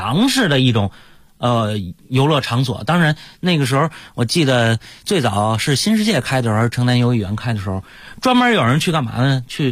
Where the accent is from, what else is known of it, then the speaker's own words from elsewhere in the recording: Beijing, China; 让我们北京人洋了一把。